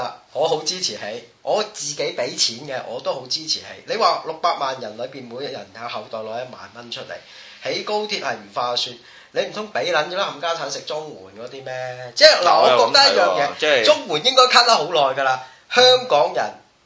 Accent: Taishan, Guangdong, China; 譬如咧我係台山人咁啊，專捐坦克車嘅

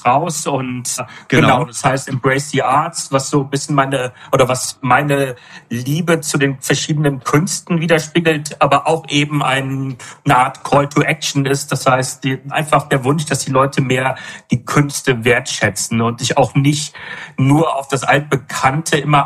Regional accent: Rhineland, Germany; moved away as an adult; now in Berlin, Germany; ich habe vorher 8 Jahre in Berlin gewohnt oder knapp 8 Jahre davor, 29 Jahre im Rheinland, wo ich aufgewachsen bin auch und bin aber aus dem Dorf nach Berlin gezogen

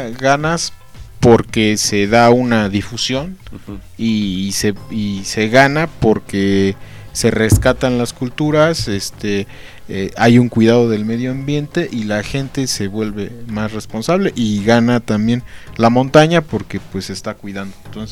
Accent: Mexico; nos decimos mexicanos, pero pues bueno, en mi caso yo estoy en ceros en el caso del náhuatl

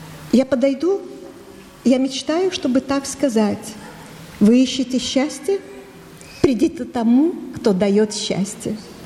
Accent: Odesa, Odesa Oblast, Ukraine; Ну, я с Украины, я из Одессы, как вы поняли.

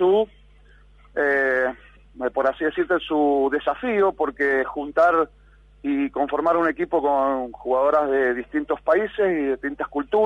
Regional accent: Argentina; eso siempre como argentino

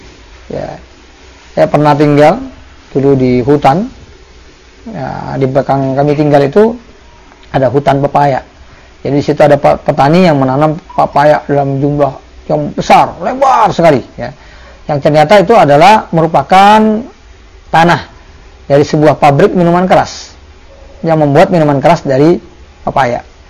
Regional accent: Jakarta, Indonesia; born there; saya yang tinggal dilahirkan di Jakarta dulu, di daerah saya dikenal kalau yang namanya tuak itu minuman yang dibuat dari nira

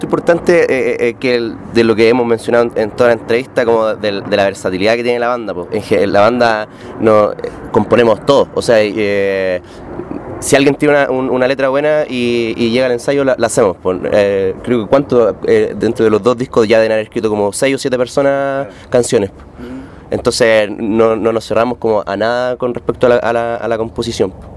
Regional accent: Chile; la mayoría de nosotros de la banda, que cuando, no sé, teníamos 11, 12 años, nacimos y crecimos escuchando cumbia allá

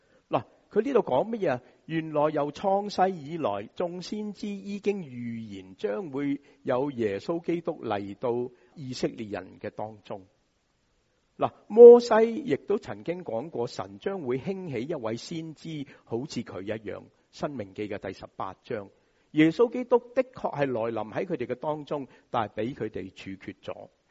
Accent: Hong Kong; 我们香港人说排排坐

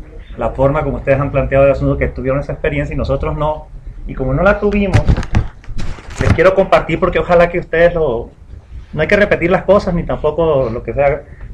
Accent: La Paz, Baja California Sur, Mexico; yo vengo del otro extremo de La Paz, Baja California

